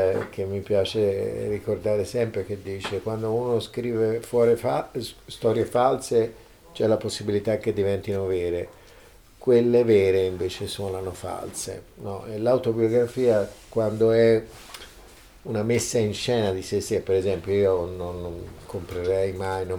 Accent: Lucca, Tuscany, Italy; born there; io sono nato a Lucca, sono queste città con le mura, sono queste città, questi comuni, queste entità isolate

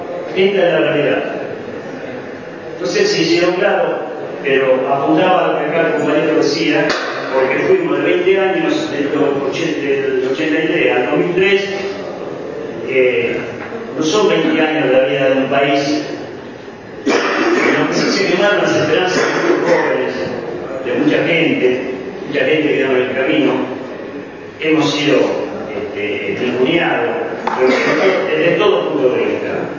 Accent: Berisso, Buenos Aires Province, Argentina; Yo soy de Berisso, criado, presidente de Berisso.

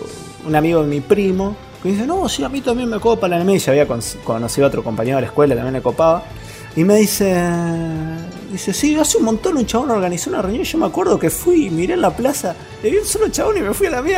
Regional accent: Allen, Río Negro, Argentina; ya me vendieron que no soy neuquino. Yo vengo de una ciudad chiquita llamada Allen, vivo en medio del Alto Valle de Río Negro, donde básicamente durante hasta, no sé, 4 o 5 años atrás, la producción

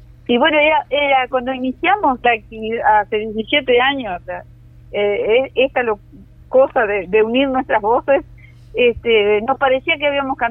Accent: Sarandí Grande, Florida, Uruguay; Yo soy nativa de Sarandí también.

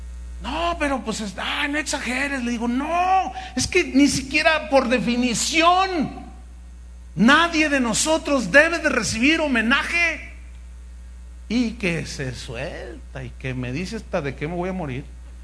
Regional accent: Veracruz, Mexico; Es que soy de Veracruz, hermano.

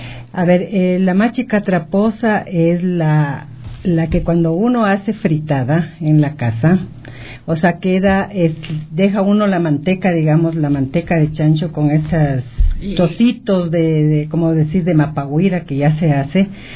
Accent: Riobamba, Chimborazo, Ecuador; soy de Riobamba, pero en Riobamba yo diría que es la única mágica auténtica de todo el Ecuador.

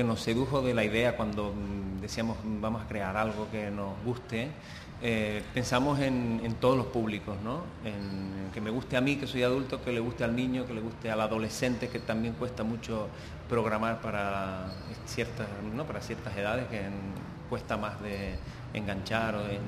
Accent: Canary Islands, Spain; now in Catalonia, Spain; yo soy canario, pero que he emigrado en Cataluña.

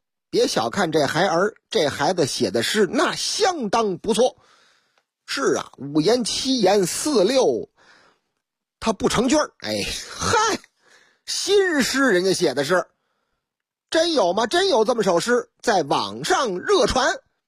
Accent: Shanghai, China; first language Shanghainese; 用我老家阿拉桑哎哇哎上海话嘛

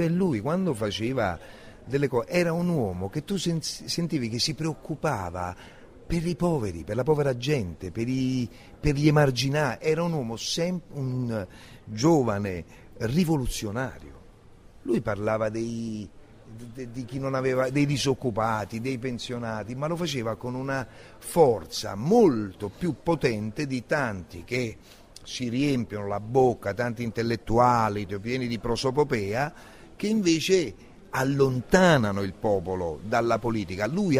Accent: Naples, Campania, Italy; Secondo me nel teatro noi siamo napoletani

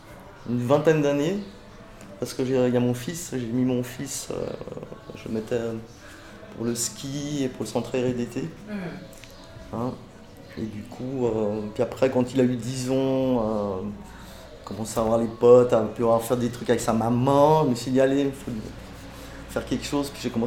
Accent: Geneva, Switzerland; born there; Non, parce que pour moi les eaux vives c'est le lac, c'est les parcs. Hein. Ils sont toujours là, ils n'ont pas bougé. C'est ça que j'aime beaucoup dans ce quartier. Je suis né dans ce quartier d'ailleurs aussi.

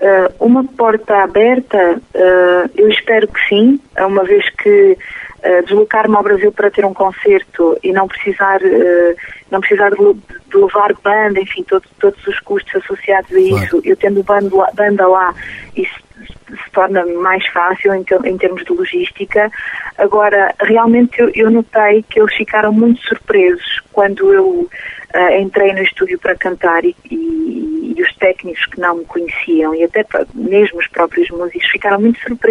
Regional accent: Portugal; porque eu não sou brasileira, sou portuguesa, mas ok, eu quero esta mistura toda, mas cadê?

